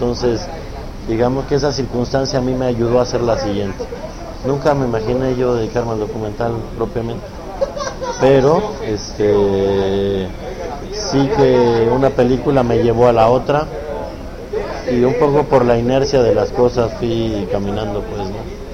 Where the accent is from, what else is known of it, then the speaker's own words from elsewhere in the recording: Mexico; o a lo que somos como mexicanos